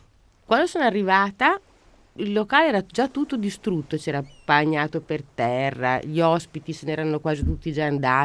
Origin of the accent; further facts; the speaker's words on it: Naples, Campania, Italy; Dato io napoletano